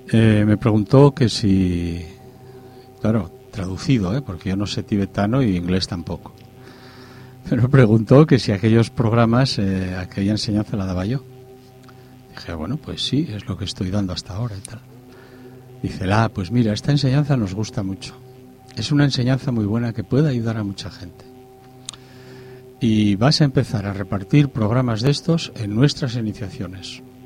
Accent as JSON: {"language": "Spanish", "town": "Gijón", "region": "Asturias", "country": "Spain", "said": "Pues nosotros estábamos, somos de Gijón"}